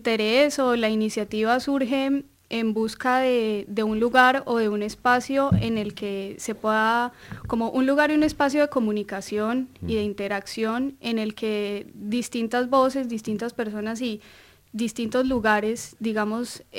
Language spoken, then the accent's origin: Spanish; Colombia; now in Argentina; desde siendo colombianos, somos muchos los colombianos que estamos acá en Argentina